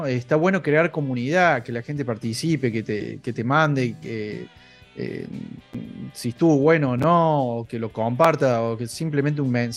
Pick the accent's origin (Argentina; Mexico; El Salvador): Argentina; Córdoba; soy el cordobés, estoy en Córdoba